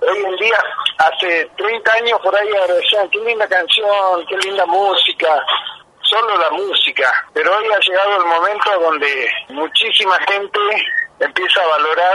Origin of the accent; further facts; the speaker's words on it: Argentina; Todavía falta que nosotros como argentinos incorporemos a la Patagonia en nuestra mentalidad.